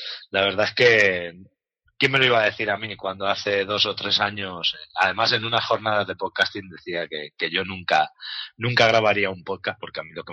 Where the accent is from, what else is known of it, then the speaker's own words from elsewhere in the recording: Alicante, Valencian Community, Spain; tenemos la suerte los que somos de aquí de Alicante